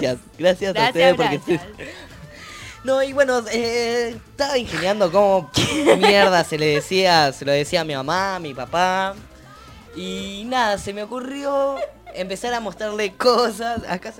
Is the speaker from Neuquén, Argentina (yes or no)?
yes; Neuquén, Argentina; now in La Plata, Argentina; acá en La Plata también. Yo soy de Neuquén, vale la aclaración, y me está costando empezar